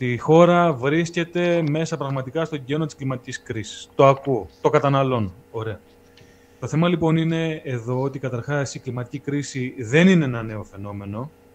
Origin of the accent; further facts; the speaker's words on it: Thessaly, Greece; Εμένα το χωριό μου προσωπικά βρίσκεται προς τα βόρεια των Τρικάλων.